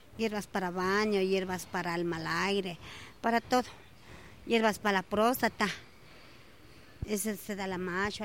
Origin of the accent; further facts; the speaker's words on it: Quito, Pichincha, Ecuador; Yo soy de aquí, de Quito.